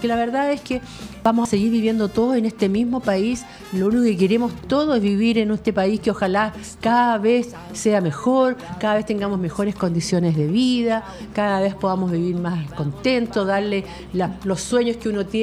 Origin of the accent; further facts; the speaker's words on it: Chile; Si queremos saber qué somos como chilenos